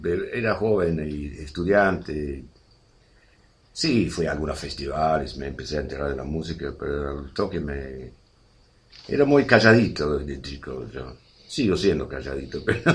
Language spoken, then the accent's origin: Spanish; Leeds, Yorkshire and the Humber, United Kingdom; born there; Spanish is a second language; Mi vida empezó en el norte de Inglaterra. Nací en Leeds, Yorkshire, los condados de Yorkshire. Después viajé a algunos países del mundo